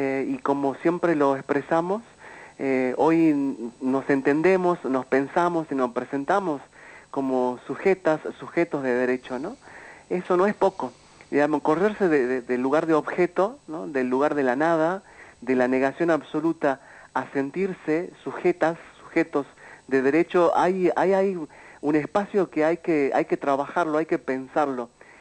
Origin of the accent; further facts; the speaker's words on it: Salta, Argentina; con la comunidad trans travesti de la Argentina, que vengo de las tierras